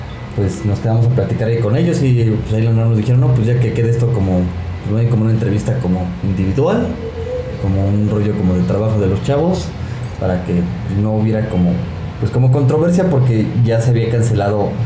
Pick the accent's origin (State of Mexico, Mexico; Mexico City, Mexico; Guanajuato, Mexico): Mexico City, Mexico; Los que somos aquí de la Ciudad de México ya saben que está monstruoso.